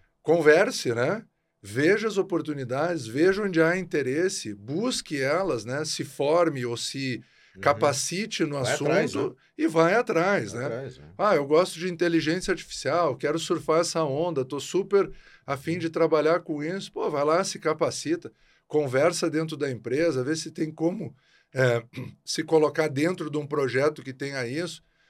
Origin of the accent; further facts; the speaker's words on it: Porto Alegre, Rio Grande do Sul, Brazil; E natural de Porto Alegre.